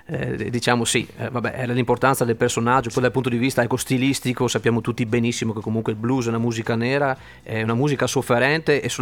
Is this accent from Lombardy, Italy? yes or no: no; Lendinara, Veneto, Italy; now in Verona, Italy; attualmente sto vicino a Verona, però per dire, ecco, sono di Rovigo, Lendinara, comunque della provincia di Rovigo